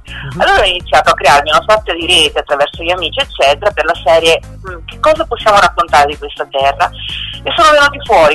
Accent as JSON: {"language": "Italian", "region": "Marche", "country": "Italy", "lives_now": "Emilia-Romagna, Italy", "said": "sono tornata nelle Marche, nella zona del Fermano, da cui, insomma, la mia terra natale, perché ora vivo in Emilia, però sono marchigiana."}